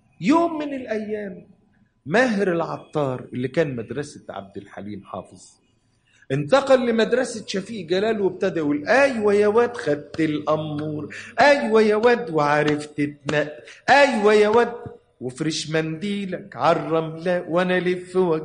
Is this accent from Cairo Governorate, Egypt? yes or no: yes; Cairo, Cairo Governorate, Egypt; وأنا ابن البلد، ابن حي الضرب الأحمر.